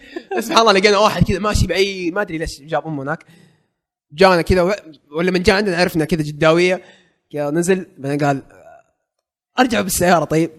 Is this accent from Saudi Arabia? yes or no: yes; Jeddah, Makkah Province, Saudi Arabia; يا عمي احنا من جده.